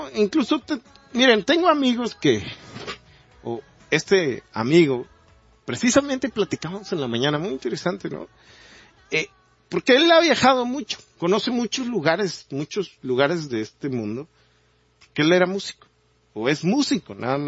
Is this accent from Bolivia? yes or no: no; Mexico; nosotros como mexicanos lo podemos entender muy coloquialmente